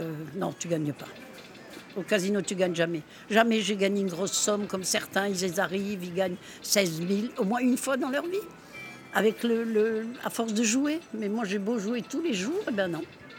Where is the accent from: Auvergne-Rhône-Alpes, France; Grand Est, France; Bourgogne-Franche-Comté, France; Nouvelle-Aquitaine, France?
Grand Est, France; Strasbourg; Parce que nous, on vient de Strasbourg.